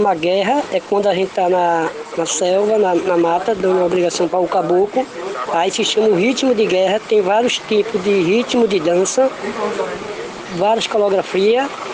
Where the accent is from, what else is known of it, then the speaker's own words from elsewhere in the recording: Recife, Pernambuco, Brazil; also born or lived in Maceió; Sim, eu nasci em Maceió, nós somos bebedores. Fui adotado pelo mestre Zé Alfaiate, de uma tribo indígena, que a minha mãe deu ao mestre Zé Alfaiate. Aí ele me trouxe para Recife em 70.